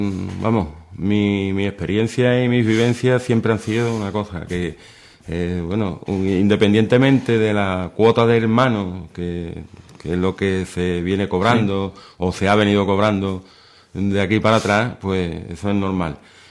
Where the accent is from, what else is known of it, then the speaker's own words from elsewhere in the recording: Seville, Andalusia, Spain; born there; yo nací en Sevilla y en Sevilla es donde comencé mis andaduras cofrades.